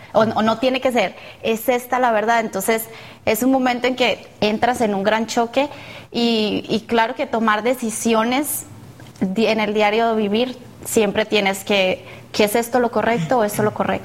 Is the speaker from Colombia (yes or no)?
yes; Medellín, Antioquia, Colombia; soy de Medellín, Colombia